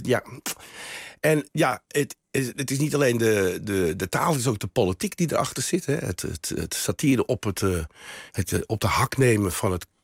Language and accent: Dutch; Amsterdam, North Holland, Netherlands; born there; Ja, ik ben geboren Amsterdammer.